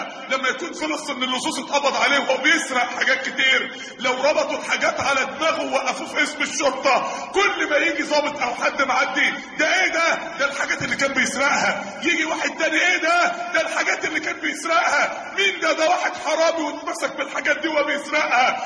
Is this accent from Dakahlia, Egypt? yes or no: yes; Mansoura, Dakahlia, Egypt; نقلوه على المستشفى عندنا في المنصورة في الطوارئ